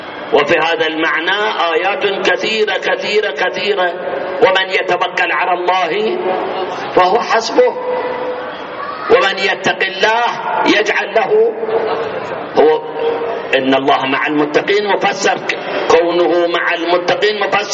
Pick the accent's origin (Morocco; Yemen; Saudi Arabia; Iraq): Iraq; والله أنا عراقي